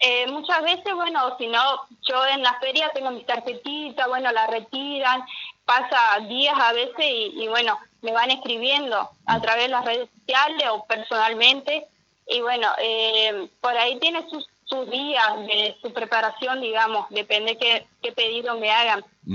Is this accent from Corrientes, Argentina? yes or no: yes; Corrientes, Argentina; now in Concordia, Argentina; Yo, por ejemplo, soy de Corrientes.